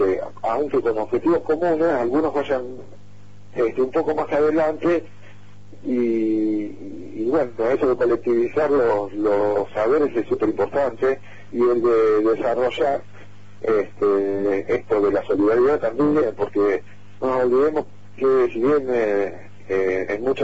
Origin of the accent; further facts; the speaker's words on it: Esquel, Chubut, Argentina; somos de Chesquel, por lo menos por ahora